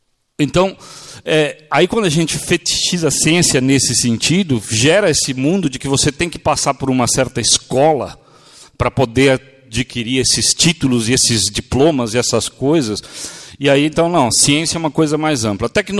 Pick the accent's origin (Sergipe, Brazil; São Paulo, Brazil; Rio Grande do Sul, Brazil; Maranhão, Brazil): São Paulo, Brazil; Eu sou do Bexiga, minha pizza é mussarela, tomate e manjericão.